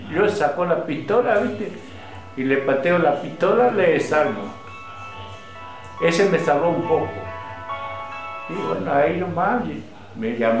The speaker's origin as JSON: {"language": "Spanish", "region": "Corrientes", "country": "Argentina", "said": "Y viste, como buen correntino, ya quedó ese dolor."}